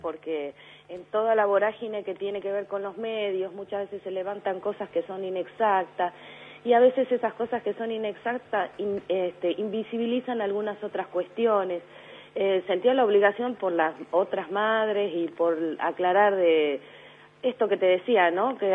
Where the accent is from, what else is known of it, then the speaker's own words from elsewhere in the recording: Jujuy, Argentina; born there; mi papá era jujeño y nosotras nacimos en Jujuy, mi hermana melliza y yo.